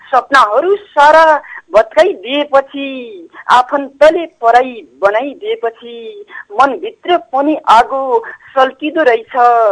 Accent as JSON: {"language": "Nepali", "town": "Baitadi", "region": "Sudurpashchim Province", "country": "Nepal", "lives_now": "Mahendranagar, Nepal", "said": "म बैतडी मादेस्ताङदेखि … अहिले महेन्द्रनगरदेखि।"}